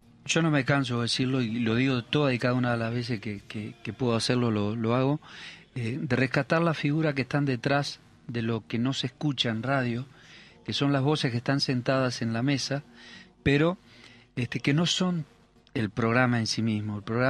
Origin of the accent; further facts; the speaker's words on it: Uruguay; now in Argentina; nuestro paisito, dado que somos uruguayos